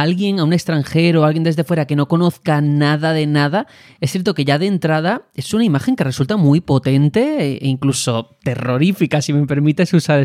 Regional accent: Andalusia, Spain; yo a lo mejor soy un mal andaluz

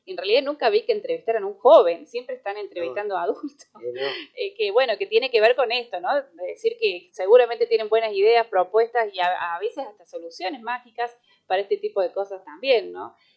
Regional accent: Arias, Córdoba, Argentina; los colegios de mi pueblo de acá de Arias, han participado en distintos años

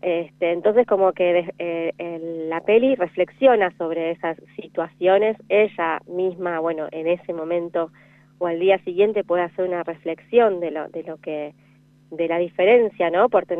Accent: Argentina; como argentinos a veces tenemos otras experiencias

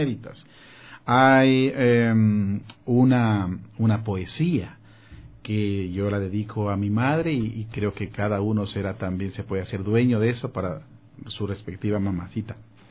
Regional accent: Ecuador; Esa canción es para mi tierra, es para Ecuador y es para el lugar donde yo nací.

